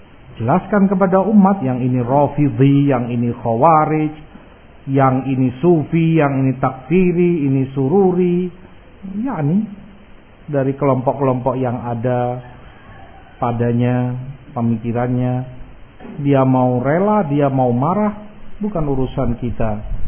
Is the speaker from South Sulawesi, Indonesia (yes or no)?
no; Jakarta, Indonesia; saya orang Jakarta, tahu persis Masya Allah kajiannya bagus